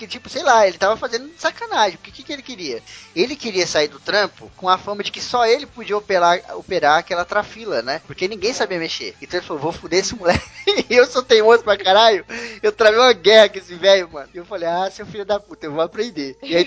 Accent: Osasco, São Paulo, Brazil; Sou paulistano, mas cartucho fala aqui em São Paulo. Eu sou de Osasco, lá só fala cartucho.

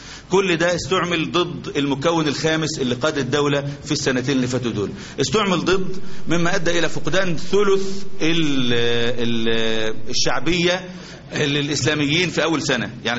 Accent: Algeria; إحنا عندنا في الجزائر كانوا ب90% نجاح

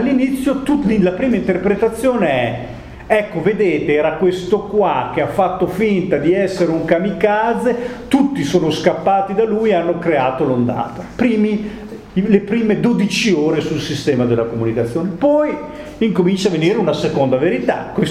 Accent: Modena, Emilia-Romagna, Italy; io sono modenese

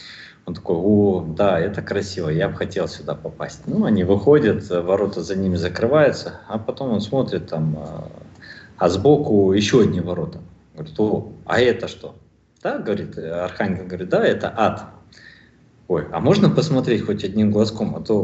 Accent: Almaty, Kazakhstan; moved away; also born or lived in Kaliningrad, Russia; Я в то время, кстати, жил в Казахстане. Вернее, я родился и вырос в Казахстане, в Алма-Ате. А потом 2,5 года жил в Калининграде

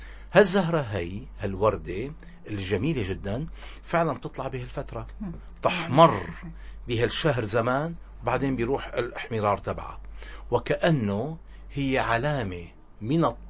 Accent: Syria; أنا سوري وابن هالبلد وأفتخر بأني سوري

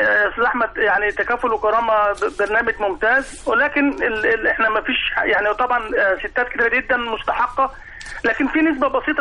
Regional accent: Egypt; انا كمواطن مصري مهموم ببلدي

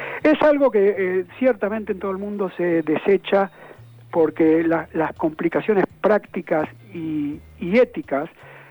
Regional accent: Argentina; Honestamente, como argentino

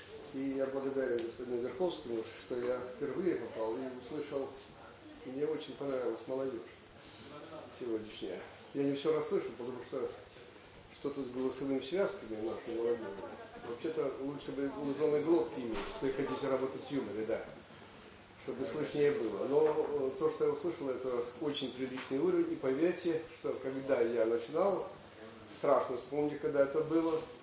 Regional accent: Lyman, Donetsk Oblast, Ukraine; По тем временам для пацана из Красного Лимана, я родом отсюда, коренной донбассовец, это был неслыханный успех.

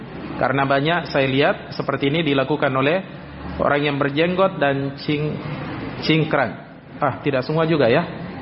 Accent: Polewali Mandar, West Sulawesi, Indonesia; ini saya pernah alami kasus ini di daerah saya di Polman.

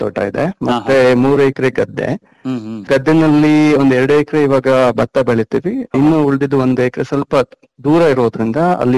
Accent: Balamuri, Karnataka, India; now in Bengaluru, India; ನಮ್ದು ಬಲಮುರಿ ಅಂತ ಒಂದು ಗ್ರಾಮ, ಮಡಿಕೇರಿ ತಾಲೂಕು ಕೊಡಗು ಜಿಲ್ಲೆ ಬರುತ್ತೆ.

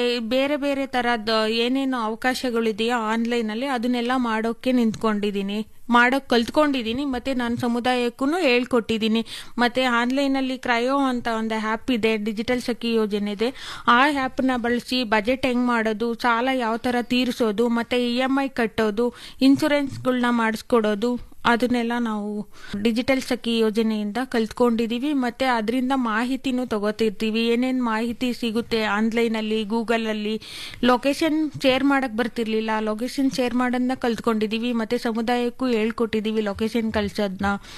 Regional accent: Honasakere, Karnataka, India; ನಾನು ಹೊನಸ್ಕೆರೆ ಗ್ರಾಮದಿಂದ ಬಂದಿದ್ದೀನಿ.

